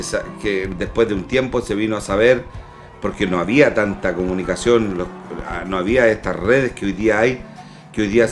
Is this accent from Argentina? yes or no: no; Chile; es lo que nosotros queremos como chilenos, también salga el sol